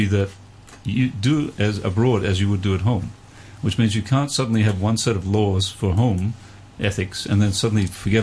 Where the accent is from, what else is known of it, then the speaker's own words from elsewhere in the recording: Canada; I'm Canadian.